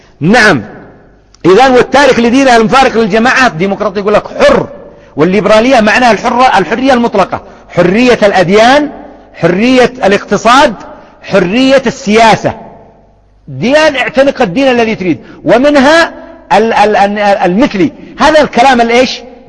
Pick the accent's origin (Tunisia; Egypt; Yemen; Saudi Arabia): Yemen; الآن النساء يشجعنه عندنا في اليمن